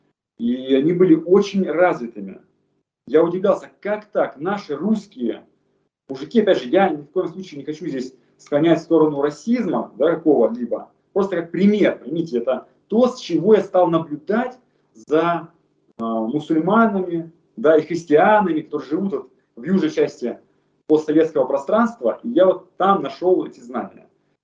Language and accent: Russian; Far East, Russia; now in Moscow, Russia; Когда я переехал в Москву, сам я родом с Дальнего Востока